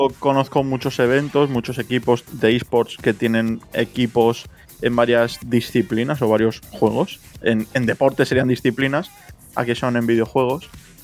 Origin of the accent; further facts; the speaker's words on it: Spain; porque pues igual que yo soy español